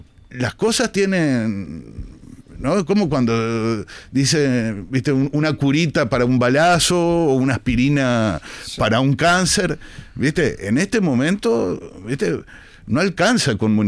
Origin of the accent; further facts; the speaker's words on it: Uruguay; somos uruguayos, y creo que nuestro país esté a la altura de las circunstancias